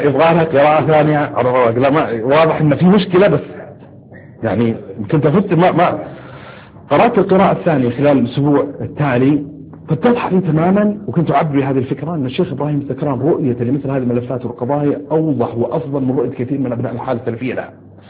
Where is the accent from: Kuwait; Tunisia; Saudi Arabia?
Saudi Arabia; أحد الظواهر تشكلت عندنا في السعودية ثورة الأسهم